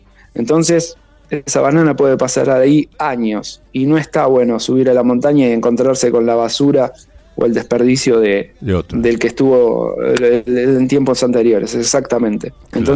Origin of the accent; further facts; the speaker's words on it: Argentina; Como la Argentina, por la cuestión del cambio, resulta barata para los extranjeros, y encima tenemos los Andes con los picos más altos de América